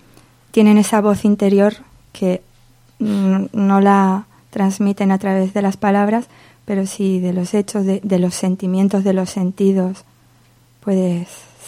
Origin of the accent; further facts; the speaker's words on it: Socuéllamos, Castilla-La Mancha, Spain; Soy muy de Socuéllamos. Lo quiero mucho.